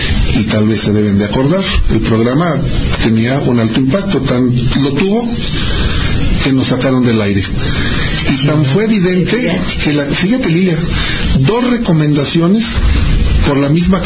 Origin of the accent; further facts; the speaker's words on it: Aguascalientes, Mexico; De la ciudad de Aguascalientes, del centro de la República Mexicana.